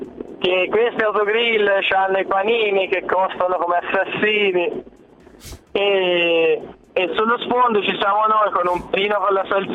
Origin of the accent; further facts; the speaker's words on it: Lucca, Tuscany, Italy; Di Lucca.